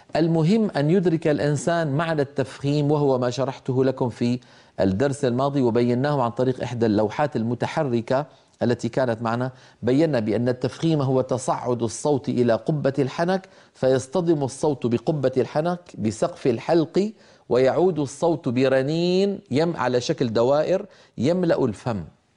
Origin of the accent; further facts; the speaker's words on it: Syria; يعني طبعا أنا من الشام، فأسمع من بعض إخواننا أحيانا مبالغات غير مقبولة في نطق الحرف المكسور